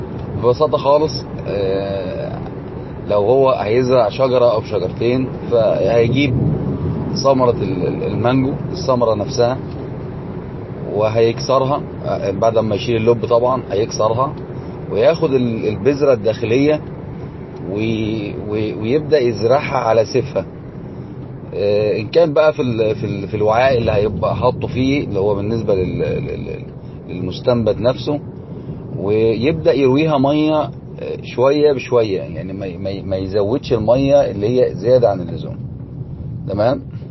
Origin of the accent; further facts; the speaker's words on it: Egypt; عملية بيسموها عندنا في مصر الرد، أو بيسموها التحبيس